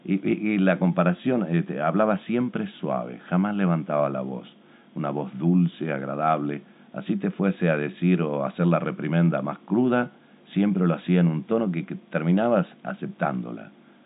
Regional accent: Mercedes, Soriano, Uruguay; Entonces se jubila y nos venimos para la ciudad de Mercedes.

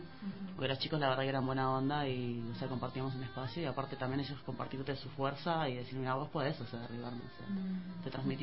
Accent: Mar del Plata, Buenos Aires Province, Argentina; en la ciudad de Mar del Plata, que es de donde soy, que yo jugué como 13 años

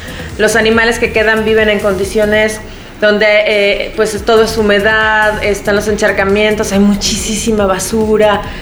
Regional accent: Mexico; salimos de México. Íbamos tres médicos veterinarios de México

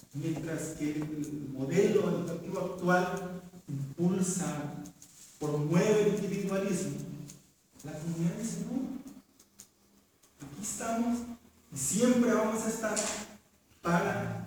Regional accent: San Pedro Comitancito, Oaxaca, Mexico; Yo vengo de San Pedro Comitancito, mismo de Comanupé, a una hora de Chicano, una referencia.

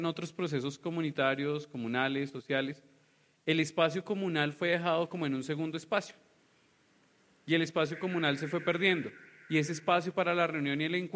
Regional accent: Colombia; Y como buen conflicto que somos los colombianos

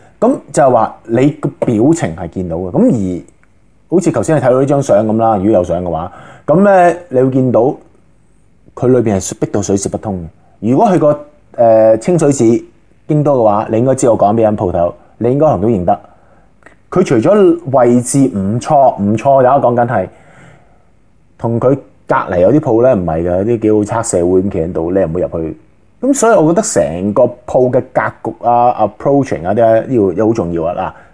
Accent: China; 咁嗱呢个咧就系我哋中国人一啲咁嘅陋习

